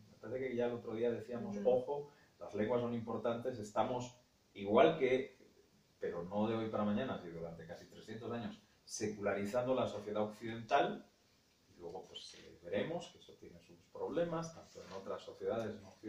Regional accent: England, United Kingdom; a mí me viene un poco de familia, pero pues yo nací y me crié en Inglaterra y demás

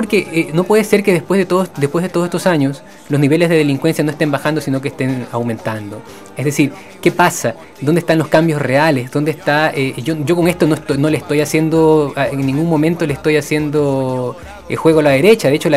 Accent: Ecuador; Yo como ecuatoriano lo he vivido

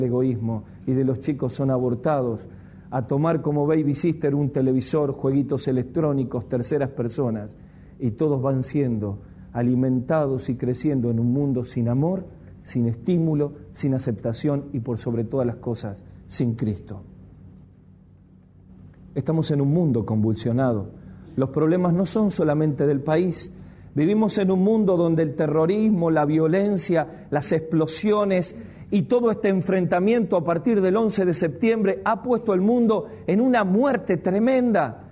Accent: Argentina; qué progresismo, qué progre que somos los argentinos

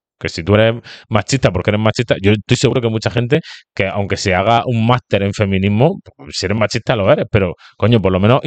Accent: Spain; los de izquierda también somos españoles, ¿de dónde soy yo? ¿De Italia?

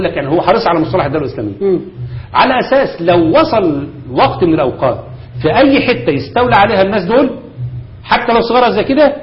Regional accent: Egypt; انا واثق جدا جدا ان المخابرات عندنا في مصر

